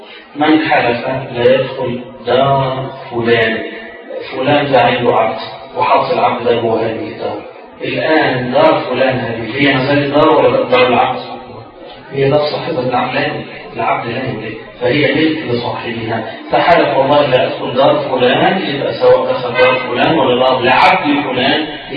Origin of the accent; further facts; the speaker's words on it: Egypt; لان مش الغدا عندنا احنا او كمصريين الغدا وقت الظهر